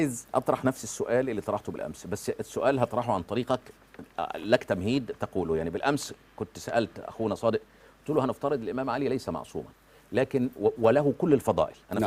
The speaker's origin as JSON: {"language": "Arabic", "country": "Egypt", "said": "عندنا في مصر بنقولها بالعامية"}